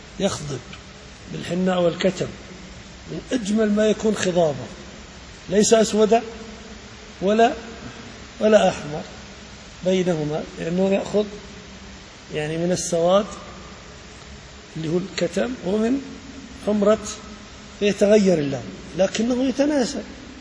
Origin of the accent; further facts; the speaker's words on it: Salt, Balqa Governorate, Jordan; عندنا في السلط